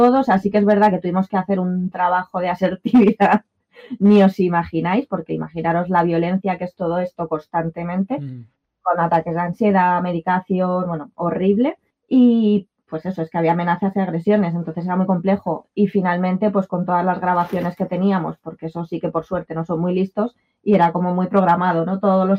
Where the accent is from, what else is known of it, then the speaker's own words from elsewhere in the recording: Madrid, Community of Madrid, Spain; Yo que soy de Madrid, fue algo que me chocó muchísimo la dispersión, ¿no? De los pueblos